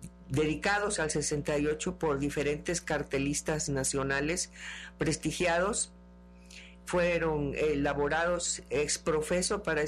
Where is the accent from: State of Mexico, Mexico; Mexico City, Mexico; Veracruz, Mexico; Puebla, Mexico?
Veracruz, Mexico; Cosamaloapan; Yo estaba en Cosamaloapan, yo soy de Cosamaloapan, uh-huh, Veracruz. Estudiaba la preparatoria